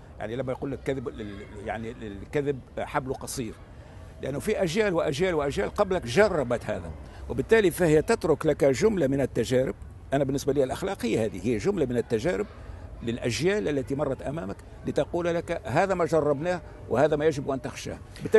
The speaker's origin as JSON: {"language": "Arabic", "country": "Tunisia", "said": "سأمارس الحق حقي الدستوري كتونسي"}